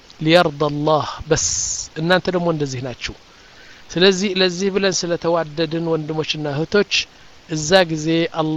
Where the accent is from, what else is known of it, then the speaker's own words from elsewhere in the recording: Mendefera, Southern Region, Eritrea; አሁን መንደፈራ የምትባለው ከተማ እኔ ያደኩባት 50 ሺህ ሰዎች ያሏት ነው ዋና ከተማ አይደለችም ያኒ ትንሽ ከተማ ነች እዛ ነው ያደኩት